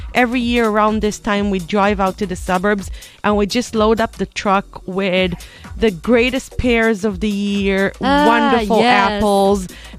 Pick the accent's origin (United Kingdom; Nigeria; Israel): Israel; English is a second language; now in China; I'm coming from Israel, the land of pomegranate.